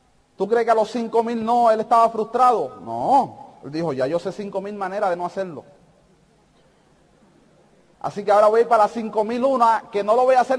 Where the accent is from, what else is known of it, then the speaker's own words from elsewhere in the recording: Puerto Rico; yo lo saludé, yo soy de Puerto Rico